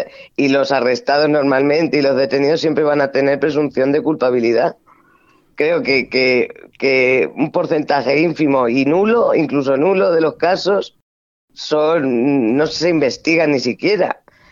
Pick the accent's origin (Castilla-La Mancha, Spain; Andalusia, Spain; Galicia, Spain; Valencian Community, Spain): Castilla-La Mancha, Spain; que es que soy manchega